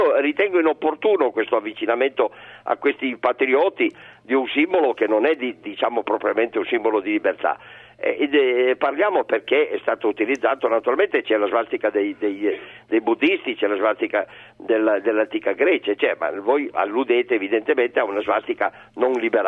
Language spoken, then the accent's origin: Italian; Turin, Piedmont, Italy; io sono di Torino